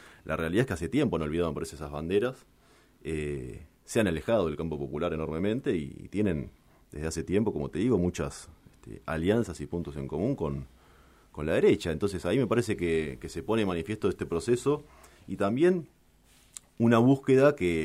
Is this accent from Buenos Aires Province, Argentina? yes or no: yes; Mar del Plata, Buenos Aires Province, Argentina; Sí, yo toda mi vida nací en Mar del Plata. Soy marplatense de pura cepa. Segunda generación de marplatense.